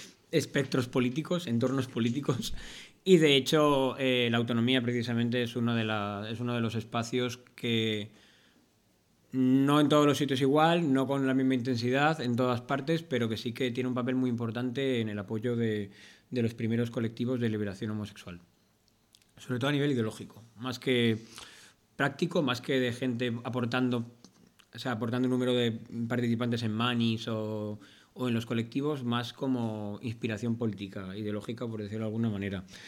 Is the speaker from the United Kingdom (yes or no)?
no; Valencia, Valencian Community, Spain; tenía cosas que hacer en Valencia, que es de donde vengo.